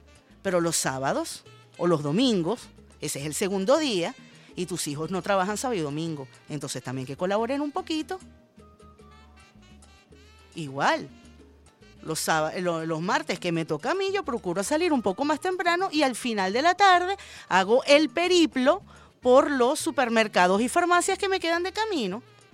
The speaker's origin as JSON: {"language": "Spanish", "country": "Venezuela", "said": "Yo, como muchas venezolanas y como muchas niñas"}